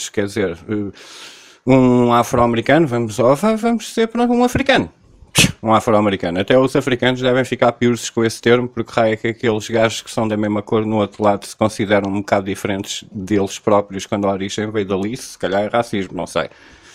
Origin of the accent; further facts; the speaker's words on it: Cascais, Lisbon, Portugal; born there; eu nasci em Cascais a 10 minutos da praia, no clima mediterrâneo.